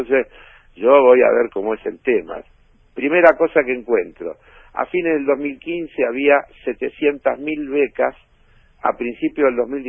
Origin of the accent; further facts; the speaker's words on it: Argentina; preocupado como cualquier argentino que quiere a su país